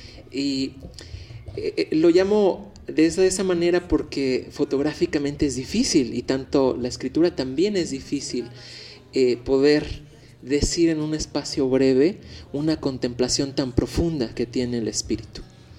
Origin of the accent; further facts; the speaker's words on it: Mexico; No es como nosotros como mexicanos, la ironía o la burla, ¿no?